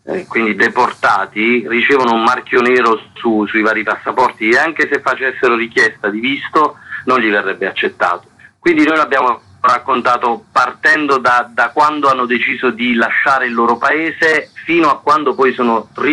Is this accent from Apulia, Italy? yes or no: yes; Manfredonia, Apulia, Italy; Manfredonia, nel mio paese